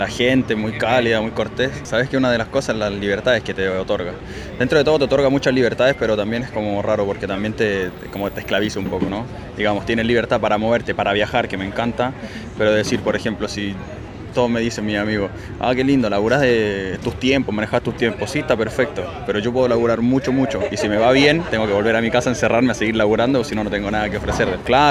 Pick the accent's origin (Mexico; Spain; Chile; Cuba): Chile; now in Buenos Aires, Argentina; soy de Chile, residiendo ahora por temporalmente en Capital Federal, en Buenos Aires.